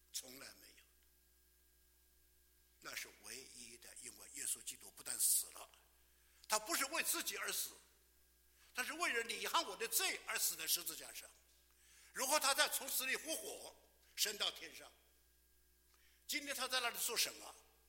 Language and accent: Chinese; China; 尤其我们来自中国大陆的人，这个自从改革开放以后啊，你看看，天天在1日千里的猛进中，天天在改变，我们的国家在改变。